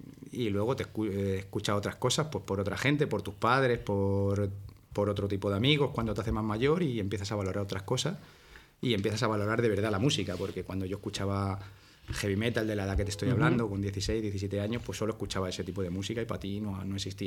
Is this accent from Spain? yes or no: yes; Burgos, Castile and León, Spain; born there; Yo nací en Burgos.